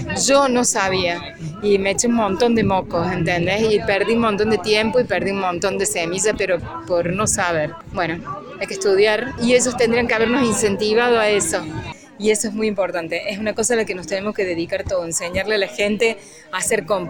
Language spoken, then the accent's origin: Spanish; Córdoba, Argentina; Somos de las Sierras Chicas de Córdoba.